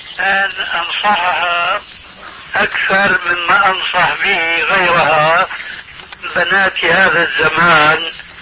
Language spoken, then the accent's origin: Arabic; Syria; كما يقولون عندنا في سوريا بالسريج والفتيل